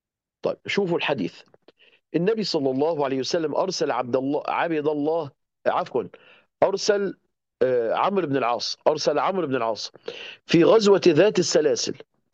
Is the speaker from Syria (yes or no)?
no; Egypt; ما فيش هناك زي عندنا في مصر كده حنفيات في كل بيت